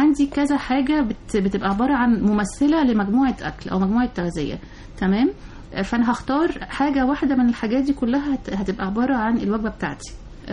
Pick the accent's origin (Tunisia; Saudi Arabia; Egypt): Egypt; مشكلتنا كلنا كمصريين يعني موضوع سمنة البطن دي